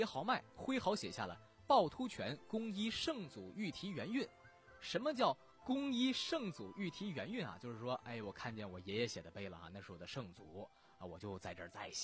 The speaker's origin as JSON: {"language": "Chinese", "town": "Jinan", "region": "Shandong", "country": "China", "said": "按照我们济南话说冷棒啊"}